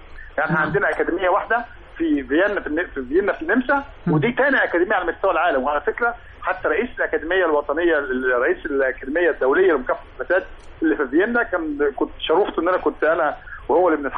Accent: Egypt; مفيش شك إن إحنا كمصريين بعيدنا عن أفريقيا كتير

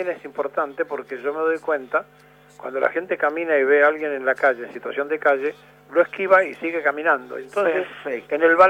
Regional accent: Argentina; los primeros que no nos queremos ayudar somos los argentinos

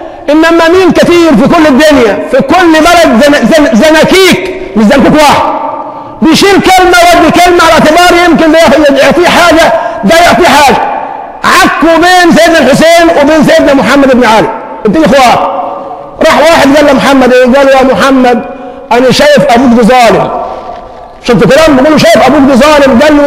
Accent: Egypt; ما احنا مشكلتنا كمصريين عندنا مثالية

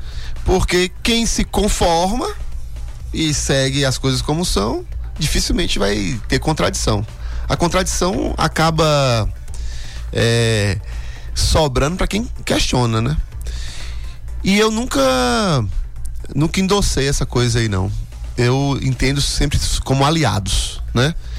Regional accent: Brumado, Bahia, Brazil; eu sou de Brumado, sou do sertão baiano, né? E aí, quando eu mudei pra Conquista

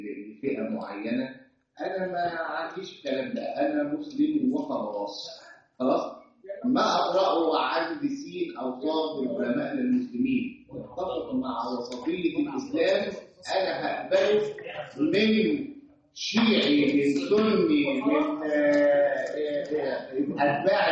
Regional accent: Egypt; ها ينفع انا اخبر كمصري واقول

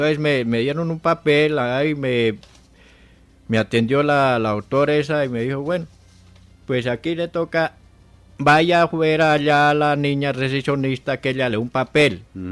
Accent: Socha, Boyacá, Colombia; Yo soy nativo de Socha, Boyacá.

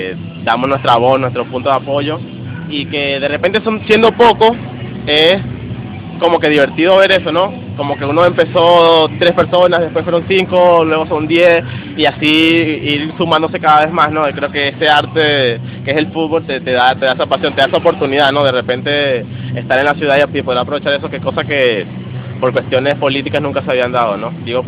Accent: Venezuela; afloran cosas que de repente como venezolanos estábamos acostumbrados

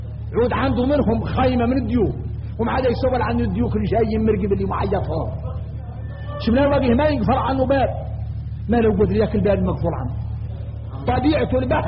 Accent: Mauritania; انا موريتاني

